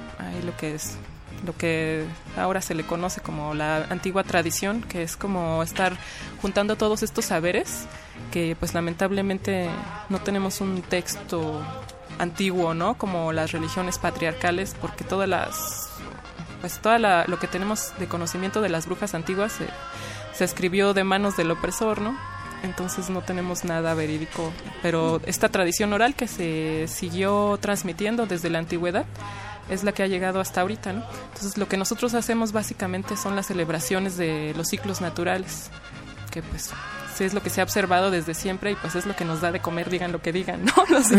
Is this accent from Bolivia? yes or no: no; Mexico; yo como buena mexicana me criaron en la cultura católica desde niña, ¿no? Mi familia era católica en ese momento. Ahora ya no